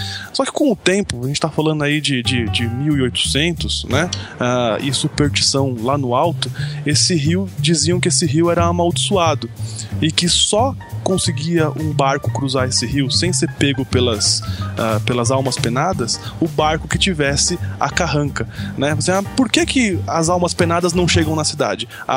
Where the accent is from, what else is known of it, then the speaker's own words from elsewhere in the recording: Brazil; vamos valorizar o que é nacional porque eu sou brasileiro.